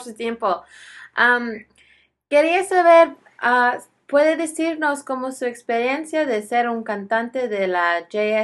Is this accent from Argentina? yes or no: no; Guatemala; Spanish is a second language; also born or lived in El Salvador; now in New Orleans, United States; Yo soy de Guatemala y El Salvador.